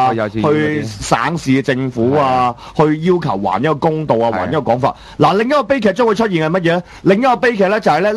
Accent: Hong Kong; 不過我哋作為香港人冇辦法，只能夠就係中港區隔嘅啫

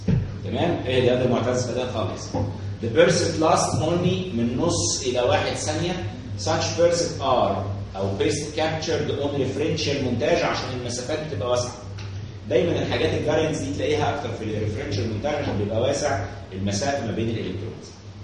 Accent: Aswan, Aswan Governorate, Egypt; بصوا يا باشا زمان عندنا في اسوان، اسوان دي محافظه ملتم

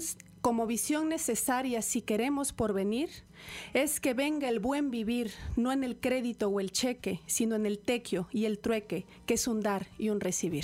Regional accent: Mexico; donde pudimos ver las distintas razas de maíz que tenemos como mexicanos

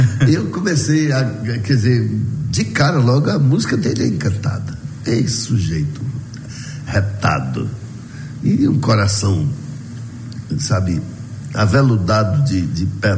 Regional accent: Vitória da Conquista, Bahia, Brazil; also born or lived in Salvador / Rio de Janeiro; morei um tempão lá em Salvador, né? Depois resolvi voltar aqui para minha terra, mas ainda quando eu morava no Rio de Janeiro, antes de voltar para Conquista

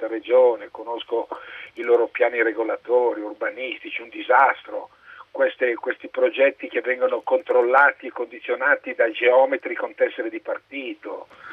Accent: Milan, Lombardy, Italy; born there; sono nato a Milano, milanese puro, con i nonni, tutto proprio unico, credo che siamo rimasti in 250, milanese puro sangue, nato proprio all'isola, insomma, in Corso Como, da quelle parti là.

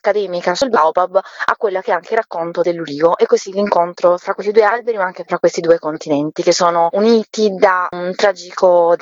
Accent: Apulia, Italy; Ovviamente noi da pugliesi conosciamo molto bene il territorio

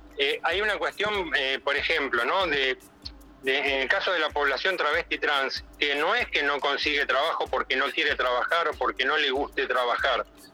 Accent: San Martín, Buenos Aires Province, Argentina; Yo soy de la Municipalidad de San Martín, en la provincia de Buenos Aires

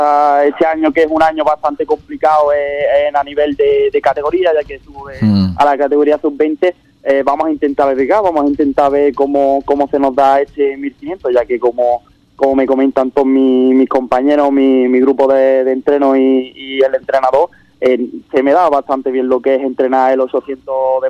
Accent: Ubrique, Andalusia, Spain; siempre que tenga la posibilidad de ir a Ubrique, ¿no?, y correr la carrera de mi pueblo

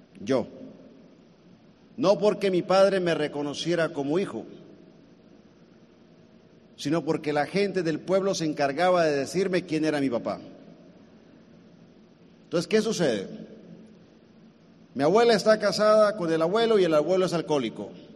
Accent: Colima, Mexico; Yo soy mexicano, de Colima.

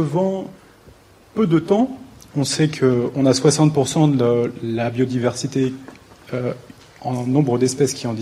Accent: Rambouillet, Île-de-France, France; J'ai grandi à Rambouillet dans une famille qui était exploitant forestier depuis 8 générations.

